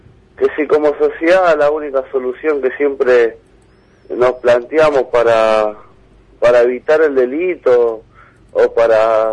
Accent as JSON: {"language": "Spanish", "country": "Argentina", "said": "Pero yo como joven argentino"}